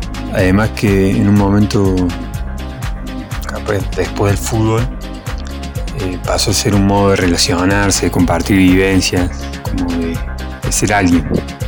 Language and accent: Spanish; Córdoba, Argentina; nosotros no somos como los porteños que con esa nostalgia no lloramos, sino que la bailamos.